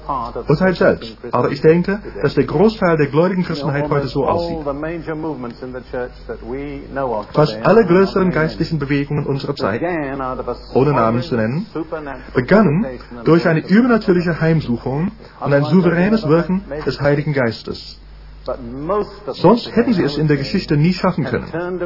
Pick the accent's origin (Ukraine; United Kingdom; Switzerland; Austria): United Kingdom; Ich bin Brite durch und durch.